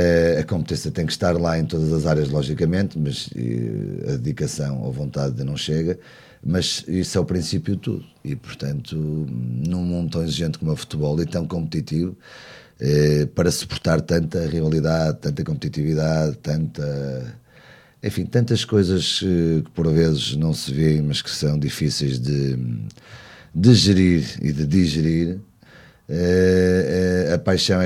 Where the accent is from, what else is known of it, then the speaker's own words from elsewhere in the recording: Porto, Norte, Portugal; nós somos do centro do Porto, todos portuenses de cidade